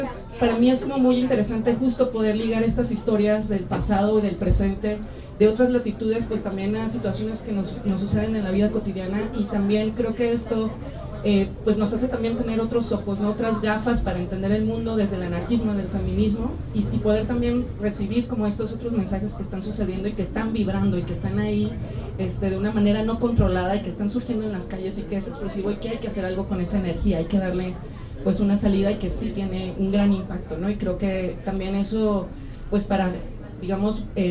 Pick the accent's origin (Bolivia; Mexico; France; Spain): Mexico; Guadalajara, Jalisco; no soy originaria de aquí, yo soy originaria de Guadalajara